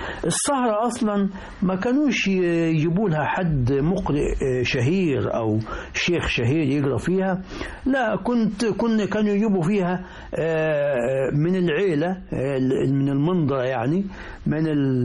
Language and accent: Arabic; Al-Rahmaniyya Qibli, Qena Governorate, Egypt; أنا أذكر في قريتي الرحمانية قبلي في مركز نجي حمادي محافظة قنا